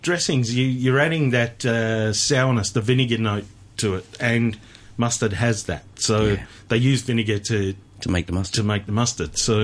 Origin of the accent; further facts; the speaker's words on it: Melbourne, Victoria, Australia; I am from Melbourne.